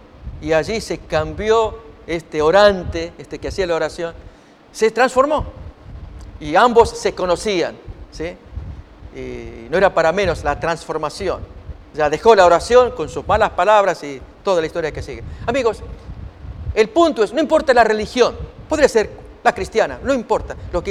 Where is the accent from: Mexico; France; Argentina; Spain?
Argentina; Esto le ocurrió a mi hermano años atrás. Trabajaba allí en mi país, Argentina, en un servicio de café